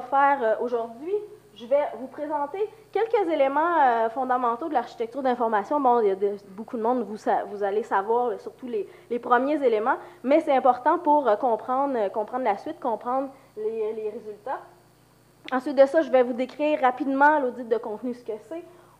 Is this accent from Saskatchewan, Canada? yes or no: no; Quebec, Canada; accent: Quebec; now in Lyon, France; Donc, je vais faire mon possible avec ma grippe, mon accent québécois, pour que vous puissiez bien comprendre.